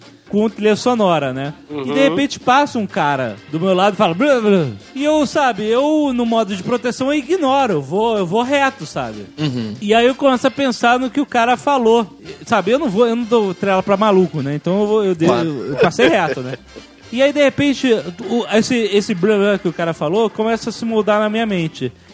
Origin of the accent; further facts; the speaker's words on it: Rio de Janeiro, Brazil; eu sou do Rio, então sabe. Eu posso falar.